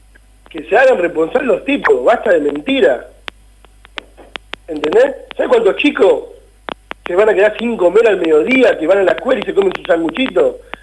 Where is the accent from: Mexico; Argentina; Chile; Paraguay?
Argentina; Moreno, Buenos Aires Province; Yo te hablo como un muchacho del barrio, como un chico que me crié en el barrio